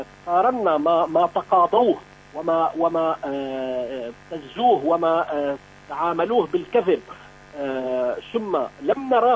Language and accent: Arabic; Syria; أنا كمواطن سوري مباشرة أقول